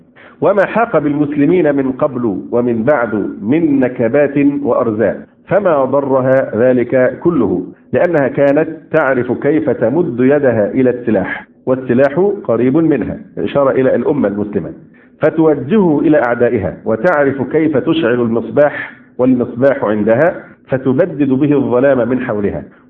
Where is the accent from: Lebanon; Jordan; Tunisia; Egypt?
Egypt; يمكن عندنا في مصر كان اخف